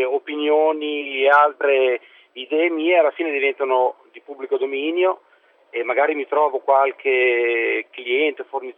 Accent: Modena, Emilia-Romagna, Italy; sono di Modena, ho 39 anni e faccio il fotografo.

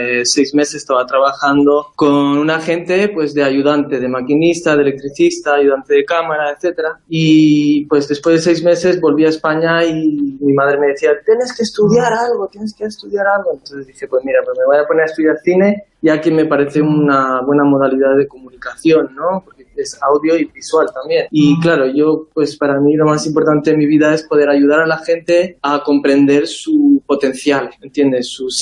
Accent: South India, India; Y entonces yo donde crecí fue en India, en un monasterio en el sur, desde los 6 años que me ingresaron en el monasterio, y ahí estuve hasta los 18 años

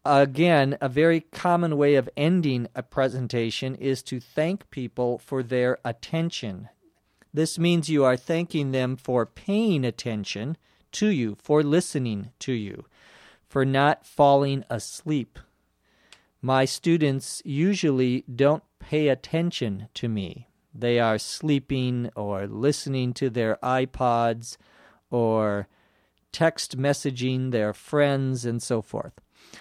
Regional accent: Los Angeles, California, United States; from Los Angeles.

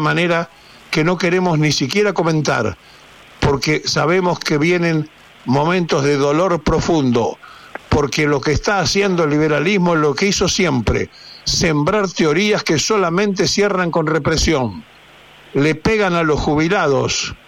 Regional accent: Argentina; hablando como argentino, como ciudadano, como padre, como abuelo.

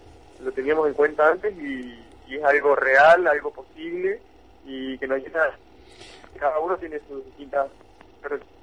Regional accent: Posadas, Misiones, Argentina; yo soy de Posadas, soy de acá de la ciudad de Posadas, estudiante universitario, dentro de la juventud de la CTA.

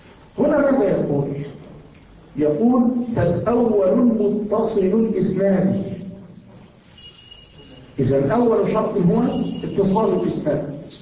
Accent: Yemen; عندنا في اليمن، وما زلت أقولها

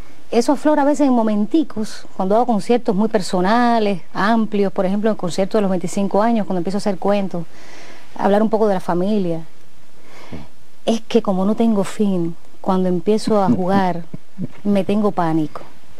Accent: Havana, Cuba; Muchas personas piensan que yo soy del campo, pero bueno, yo creo que lo soy de raíz, pero nací en La Habana.

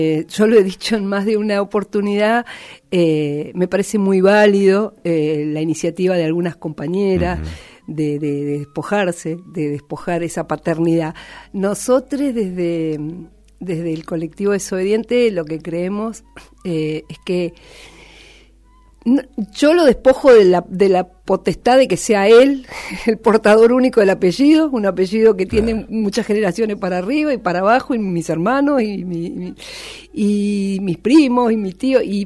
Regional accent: General Alvear, Mendoza, Argentina; also born or lived in Uspallata; Bueno, mendocina. En realidad soy alvearense.

